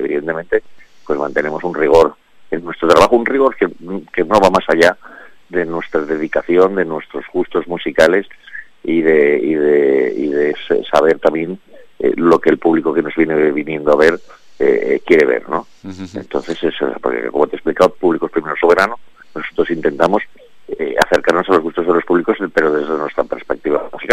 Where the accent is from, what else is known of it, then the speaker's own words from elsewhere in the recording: Valencian Community, Spain; Claro, no te olvides, soy valenciano.